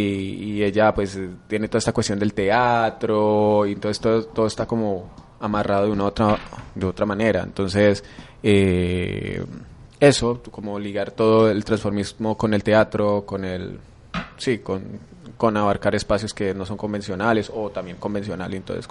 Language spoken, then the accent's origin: Spanish; Cali, Valle del Cauca, Colombia; Cali es una ciudad, como el mismo nombre lo dice, Cali es una ciudad caliente